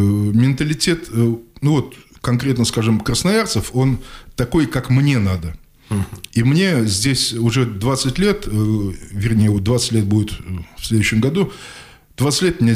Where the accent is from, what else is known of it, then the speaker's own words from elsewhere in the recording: Samarkand, Samarqand Region, Uzbekistan; moved away as an adult; Я родился 22 ноября 1962 года в городе Самарканде. Прожил там до 93 года. Там работал на Самаркандском химическом заводе в качестве электрика.